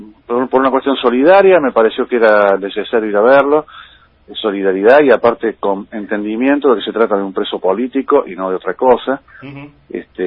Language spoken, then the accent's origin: Spanish; Córdoba, Argentina; now in Buenos Aires, Argentina; soy cordobés, viviendo aquí en Buenos Aires, pero cordobés.